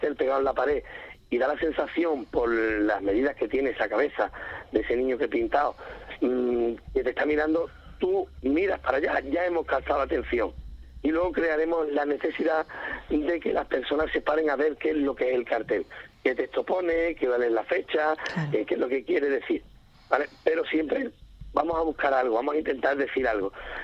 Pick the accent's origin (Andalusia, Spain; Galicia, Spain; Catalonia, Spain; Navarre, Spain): Andalusia, Spain; Valverde del Camino; pueblo donde también vive de la piel de diferente manera, que es Valverde del Camino